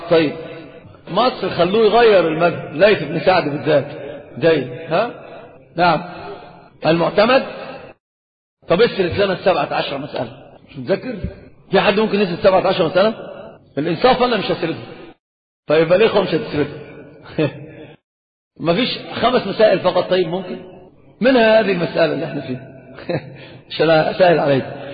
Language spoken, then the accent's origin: Arabic; Saudi Arabia; والخف ظاهر عندنا في السعودية